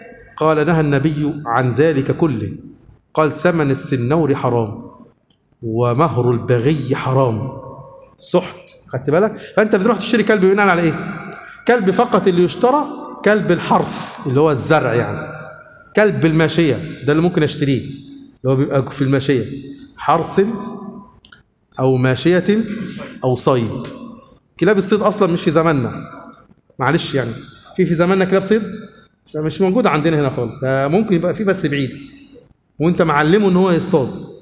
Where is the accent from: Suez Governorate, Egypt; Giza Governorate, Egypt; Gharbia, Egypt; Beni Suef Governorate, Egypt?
Suez Governorate, Egypt; Suez; والله حصل عندنا في السويس